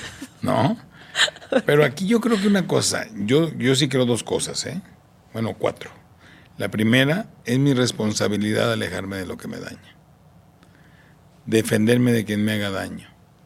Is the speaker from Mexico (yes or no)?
yes; Tijuana, Baja California, Mexico; Yo crecí en Tijuana, ¿no?